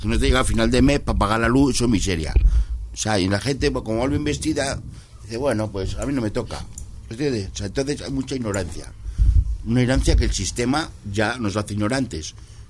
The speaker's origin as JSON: {"language": "Spanish", "town": "Móstoles", "region": "Community of Madrid", "country": "Spain", "said": "yo que soy de Móstoles"}